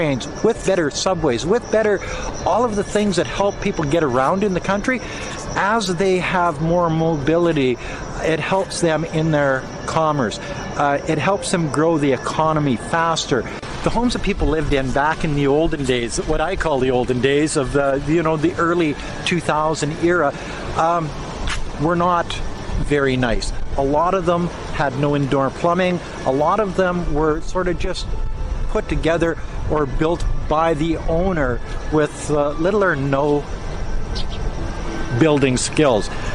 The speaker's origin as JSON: {"language": "English", "country": "Canada", "moved": "yes", "lives_now": "China", "said": "I'm a Canadian that's been living in China for going on 18 years now."}